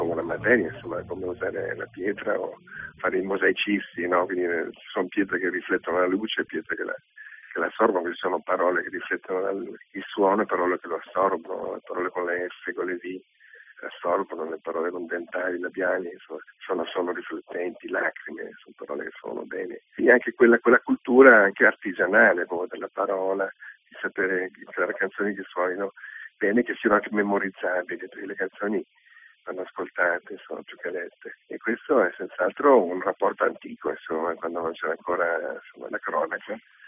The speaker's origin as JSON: {"language": "Italian", "region": "Veneto", "country": "Italy", "said": "perché io sono veneto, scrivessi in Veneto avrei un sacco di tronche"}